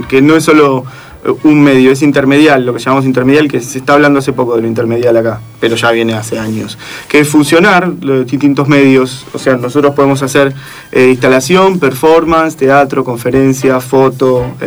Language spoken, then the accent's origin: Spanish; Béccar, Buenos Aires Province, Argentina; yo soy de provincia, de Bécar.